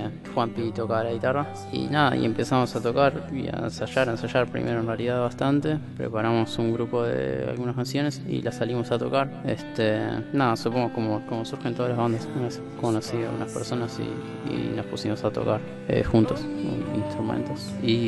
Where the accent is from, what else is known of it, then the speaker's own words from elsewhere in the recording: Montevideo, Uruguay; Somos una banda de Montevideo, Uruguay. Se puede decir que somos de La Comercial, del barrio La Comercial. Más o menos todos nos conocimos en las inmediaciones del barrio